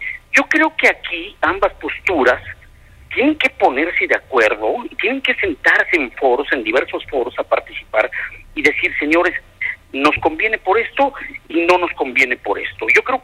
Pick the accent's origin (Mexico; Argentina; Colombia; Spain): Mexico; lo que nos conviene a nivel general como mexicanos, como país.